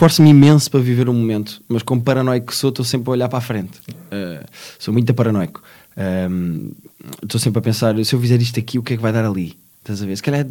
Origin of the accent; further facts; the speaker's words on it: Lisbon, Portugal; mas eu, como sou lisboeta, como gosto muito de Lisboa